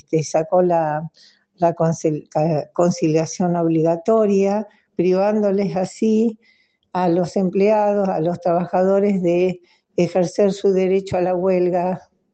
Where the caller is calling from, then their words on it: Rawson, Chubut, Argentina; de Rawson, Chubut, Patagonia, Argentina.